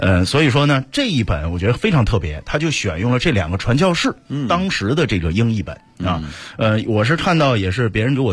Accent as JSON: {"language": "Chinese", "country": "China", "said": "可能就是我们中国人吧"}